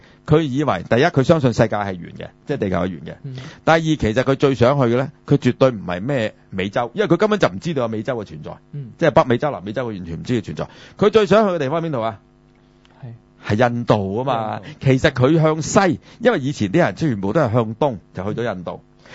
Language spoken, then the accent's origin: Cantonese; China; 因為咁啊，我哋中國人從來都係咁噶啦